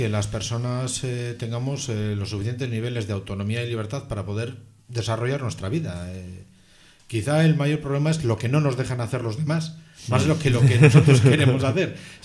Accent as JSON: {"language": "Spanish", "town": "Gallarta", "region": "Basque Country", "country": "Spain", "said": "Yo soy de Gallarta."}